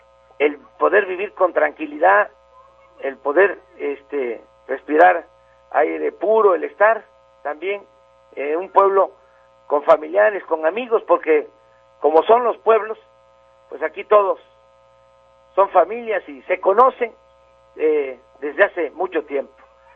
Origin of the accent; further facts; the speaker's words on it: Mexico; todos somos mexicanos y todos buscamos que las cosas mejoren